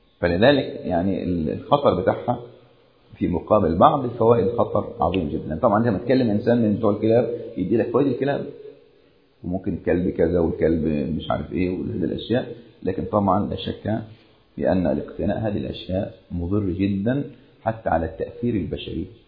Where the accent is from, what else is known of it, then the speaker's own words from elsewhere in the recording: Upper Egypt, Egypt; أذكر قصة وقعت عندنا في الصعيد قديمة، قصة قديمة كنا نسمع عنها يعني